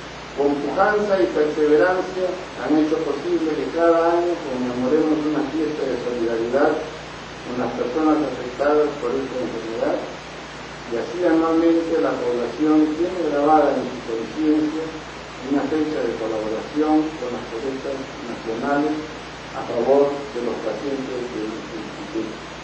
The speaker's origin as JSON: {"language": "Spanish", "country": "Peru", "said": "Porque si soy peruano, señoras, señores"}